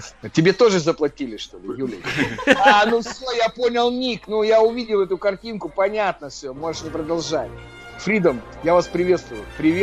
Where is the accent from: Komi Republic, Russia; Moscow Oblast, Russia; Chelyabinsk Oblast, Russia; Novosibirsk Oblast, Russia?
Chelyabinsk Oblast, Russia; Chelyabinsk; Ничего себе, я тоже из Челябинска.